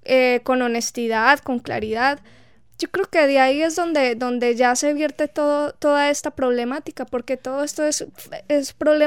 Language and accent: Spanish; Colombia; tanto a nivel universitario como a nivel de prepa o bachillerato, como claro, decimos en Colombia